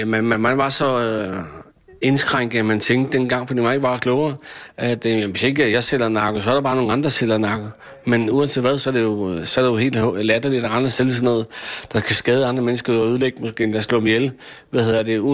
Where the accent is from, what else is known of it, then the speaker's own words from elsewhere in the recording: Slagelse, Zealand, Denmark; Gammel dreng her fra Slagelse. Da jeg gik i skole her i Slagelse